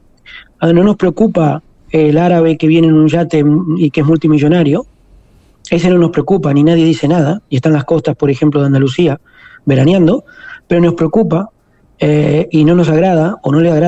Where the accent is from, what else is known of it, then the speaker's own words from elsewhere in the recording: Uruguay; now in Spain; Yo ya no me siento un inmigrante. ¿Por qué? Porque hace 20 años que vivo en este país. Y Uruguay siempre será mi tierra. Pero el país donde vivo, donde están mis hijos, donde estarán mis nietos, se llama Cataluña.